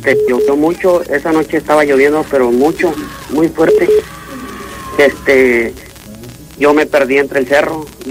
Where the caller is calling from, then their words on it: Dallas, Texas, United States; Hablo de aquí, de Dallas, Texas.